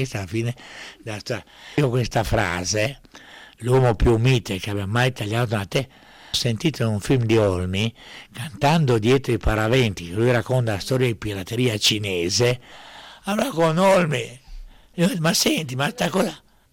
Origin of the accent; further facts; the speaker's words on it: Dubrovnik, Dubrovnik-Neretva County, Croatia; born there; E sono nato a Ragusa, quello che adesso viene chiamato Dubrovnik, ma quando sono nato io sulle carte geografiche era ancora Ragusa.